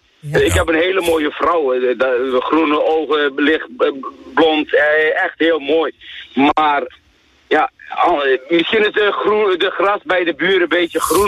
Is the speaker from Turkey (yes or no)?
yes; Turkey; Dutch is a second language; now in Netherlands; Ik zeg, ik ben een Turk en jouw man is Pools.